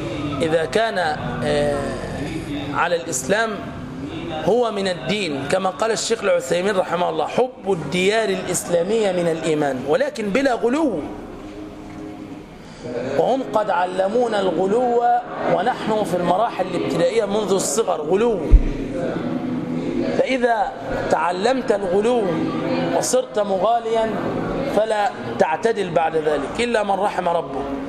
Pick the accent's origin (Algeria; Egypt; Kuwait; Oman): Egypt; يعني مش عشان احنا مصريين